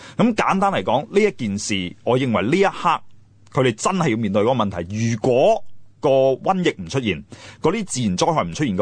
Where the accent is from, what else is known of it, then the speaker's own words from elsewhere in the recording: China; 个原因系我哋中国人有一个天性咧，就好中意将啲嘢简化，好中意用比喻，